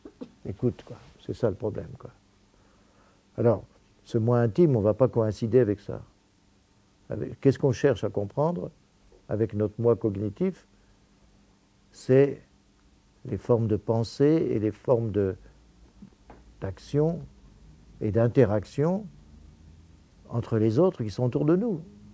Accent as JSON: {"language": "French", "town": "Cambrai", "region": "Hauts-de-France", "country": "France", "said": "je viens de Cambrai, de mon époque, j'ai mes racines de classe"}